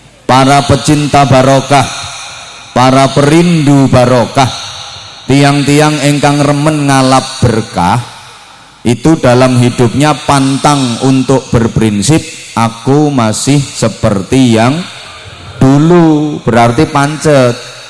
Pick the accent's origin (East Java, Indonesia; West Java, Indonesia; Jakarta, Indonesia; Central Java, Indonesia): East Java, Indonesia; Bojonegoro; Kalau dalam bahasa daerah saya, Bojonegoro